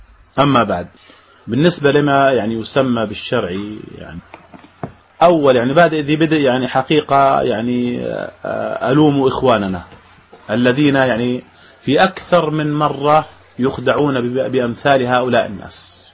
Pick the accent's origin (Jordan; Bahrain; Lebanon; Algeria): Jordan; عندنا في الأردن